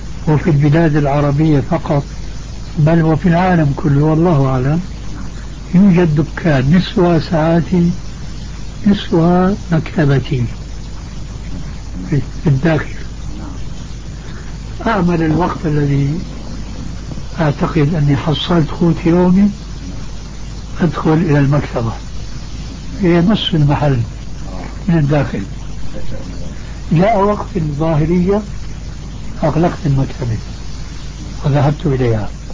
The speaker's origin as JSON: {"language": "Arabic", "country": "Syria", "said": "يقولون عندنا في الشام."}